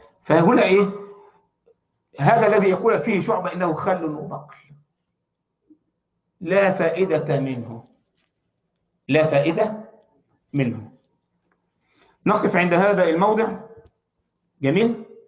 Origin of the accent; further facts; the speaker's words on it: Egypt; احنا عندنا في مصر حب الوطن فرض عليا